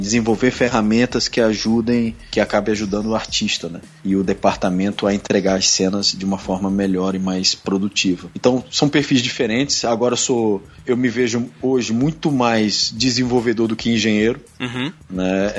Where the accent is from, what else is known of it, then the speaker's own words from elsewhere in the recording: Petrolina, Pernambuco, Brazil; also born or lived in Recife / Rio de Janeiro; É, sou de Petrolina